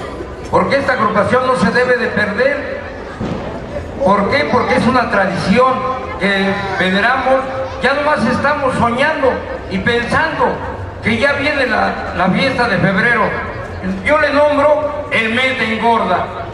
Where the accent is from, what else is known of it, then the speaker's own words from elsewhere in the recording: Xochimilco, Mexico City, Mexico; Yo soy de Xochimilco, lindo y hermoso